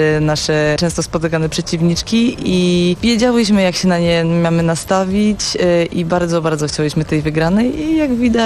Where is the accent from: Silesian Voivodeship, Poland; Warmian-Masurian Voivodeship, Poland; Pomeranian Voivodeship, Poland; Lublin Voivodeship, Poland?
Silesian Voivodeship, Poland; Jestem dziewczyną z Zagłębia.